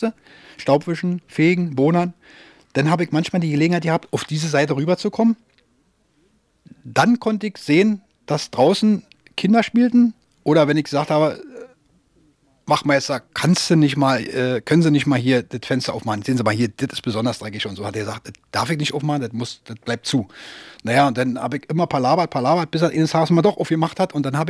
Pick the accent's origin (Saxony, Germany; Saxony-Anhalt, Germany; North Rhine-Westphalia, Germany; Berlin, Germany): Berlin, Germany; Bin am 20. August 1939 geboren in Berlin. Da habe ich dann meinen Abschluss gemacht, meinen Schulabschluss in Wannsee und später in Spandau im Bezirk Berlin.